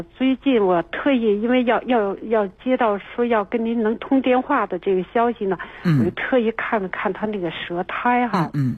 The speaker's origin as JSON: {"language": "Chinese", "region": "Beijing", "country": "China", "said": "他是，我们是北京人。"}